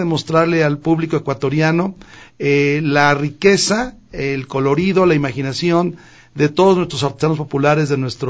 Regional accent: Mexico; es única en mi país, en México.

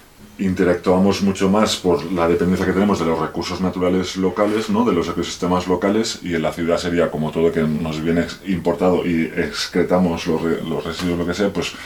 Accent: Barcelona, Catalonia, Spain; yo me crié en Barcelona y hace unos 20 años, ahora 20 años que vivo en entornos de montaña, pues en núcleos abandonados, sobre todo por el Pirineo, aunque también viví unos años en las montañas de Prades, en el interior de Tarragona.

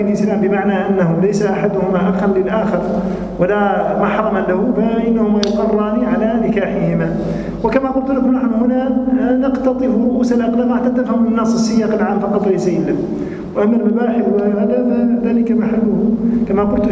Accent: Tunisia; كما عندنا في تونس الآن في بعض الحالات العقد المدني الآن مثلا يخالف الشريعة في كثير من الأمور

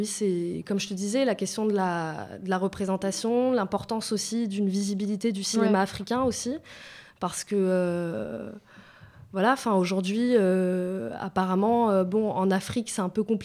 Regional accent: France; Moi, je me dis, j'ai grandi en France, par exemple.

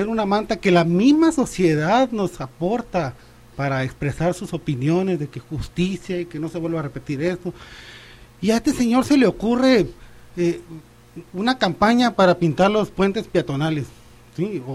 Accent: Ciudad Obregón, Sonora, Mexico; Ellos eran vecinos de mi infancia allá en Ciudad Obregón. Yo soy de Ciudad Obregón.

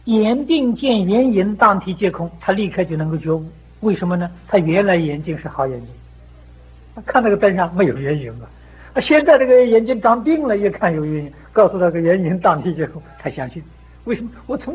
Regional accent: China; 这是我们中国人的志气啊

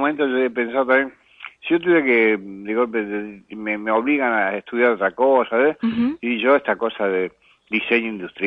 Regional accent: Córdoba, Argentina; also born or lived in Buenos Aires; Soy cordobés y he vivido en muchos lados. Y acá en Buenos Aires también he vivido en muchos lados. Soy una especie de raza medio nómade.

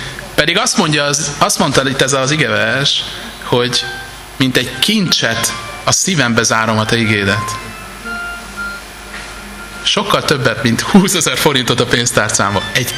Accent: Budapest, Hungary; now in Vác, Hungary; Én echte budapesti angyalföldi gyerek vagyok, bocit képről láttam, de most Vácon élek

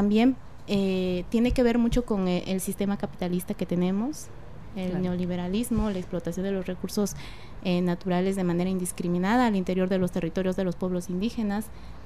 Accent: Mexico; El estado de donde yo vengo es la entidad federativa

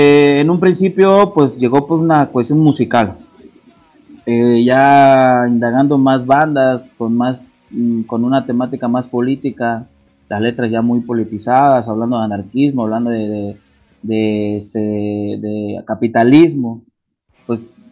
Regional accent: Acapulco, Guerrero, Mexico; de Puerto Acapulco.

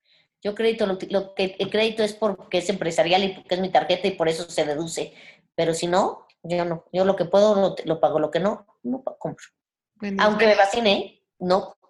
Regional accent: Mexico; yo soy orgullosamente mexicana, soy una mujer hecha en México, como usted.

